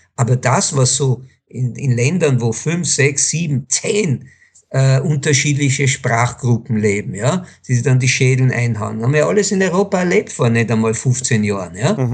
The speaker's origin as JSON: {"language": "German", "country": "Israel", "tie": "born or raised there", "said": "Ich bin in Israel geboren, bin dreisprachig aufgewachsen, was mir Enormes gebracht hat"}